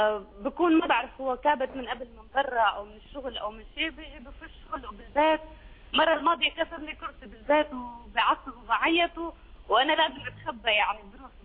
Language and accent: Arabic; Syria; انا اول شيء بدي اقول لك انا سورية